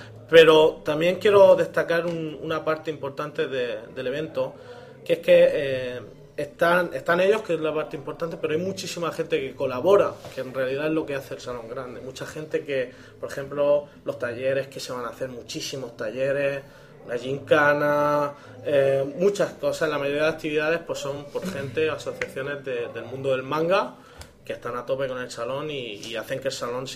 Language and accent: Spanish; Region of Murcia, Spain; Nosotros somos de Murcia